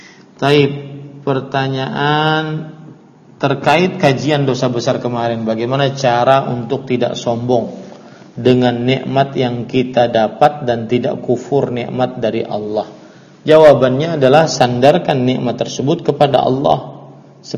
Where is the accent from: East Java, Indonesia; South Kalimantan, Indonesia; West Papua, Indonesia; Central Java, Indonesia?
South Kalimantan, Indonesia; karena saya asli orang Banjar, maka saya nisbatkan diri saya dengan